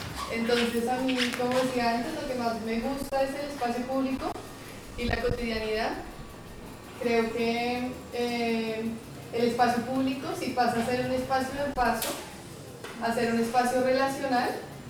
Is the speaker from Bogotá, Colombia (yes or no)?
yes; Bogotá, Colombia; also born or lived in Boston, United States; Sí, de Bogotá, sí. Sí. Pero cuando era pequeña viví en Boston, en Estados Unidos, y viví...